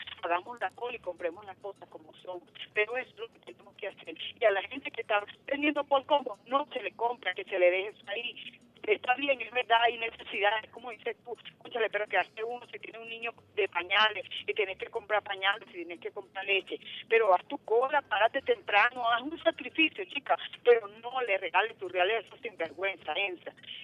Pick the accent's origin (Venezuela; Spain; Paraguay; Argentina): Venezuela; somos venezolanos